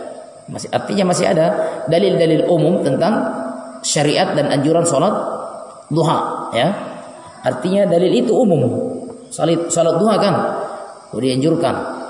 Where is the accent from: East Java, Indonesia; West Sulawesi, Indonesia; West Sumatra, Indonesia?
West Sulawesi, Indonesia; Polmas; pernah terjadi di kampung saya dulu, tempat lahir saya dulu di Polmas